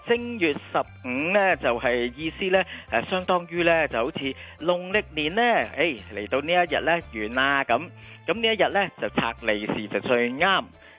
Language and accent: Cantonese; Hong Kong; 譬如广东啊，以至到系我哋香港人咧，就会系食呢个汤圆。